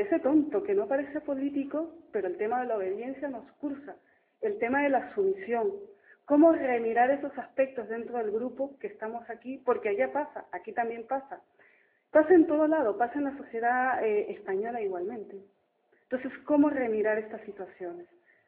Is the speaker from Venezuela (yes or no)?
no; Ecuador; como ecuatoriana y desde donde vengo, me marca mucho la ideología, las formas de pensamiento del movimiento indígena